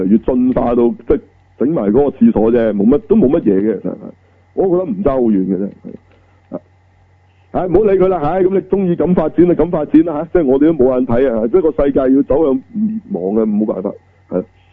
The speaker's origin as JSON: {"language": "Cantonese", "country": "China", "said": "嗱呢啲我哋作為中國人好清楚㗎"}